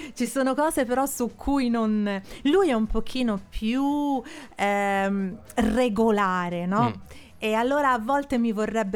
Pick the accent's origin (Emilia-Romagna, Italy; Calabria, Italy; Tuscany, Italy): Tuscany, Italy; Florence; now in Milan, Italy; Io, ahimè, sono di Firenze, ma vivo a Milano.